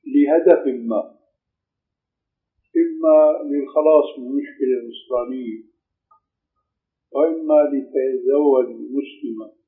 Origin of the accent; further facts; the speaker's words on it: Syria; أشبه شيء فيما يبدو لي بالحلاقة الإنجليزية هذا تعرف عندنا في سوريا.